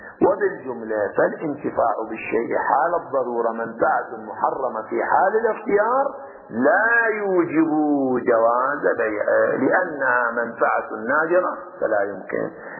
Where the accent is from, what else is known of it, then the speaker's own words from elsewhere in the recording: Qatif, Eastern Province, Saudi Arabia; عندنا في القطيف معروف الطين الخويلدي لعلاج الصداع